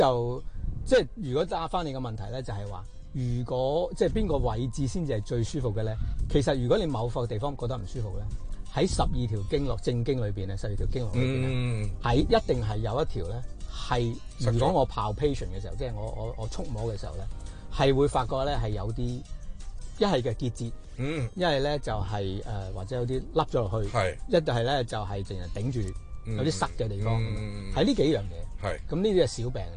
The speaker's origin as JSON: {"language": "Cantonese", "region": "Guangdong", "country": "China", "said": "首先講中醫咧，我哋中國人乜嘢都係五嘅"}